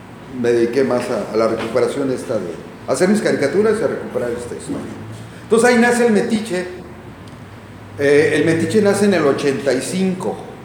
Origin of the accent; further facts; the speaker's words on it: Cuautla, Morelos, Mexico; cuando yo me fui a vivir a mi tierra, yo soy de Cuautla, me fui a estudiar a México, la vocacional y luego geología.